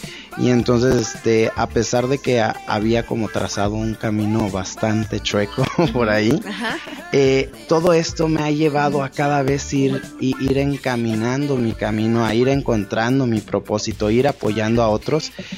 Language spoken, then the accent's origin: Spanish; Irapuato, Guanajuato, Mexico; Yo soy originario de Irapuato